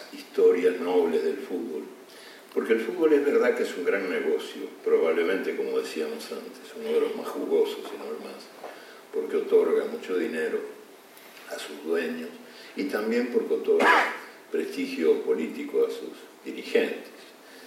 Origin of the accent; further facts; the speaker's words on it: Uruguay; en mi país, que debe ser uno de los países más futboleros del mundo, si no el más, apoyó la huelga, aunque la huelga implicaba que los uruguayos se quedaran el domingo en la casa, rumiando desdichas.